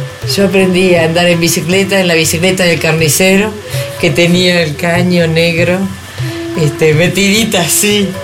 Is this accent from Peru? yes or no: no; Misiones, Argentina; born there; No, yo nací en Misiones. Uh-huh. Nací en la selva. De hecho, ni siquiera en un hospital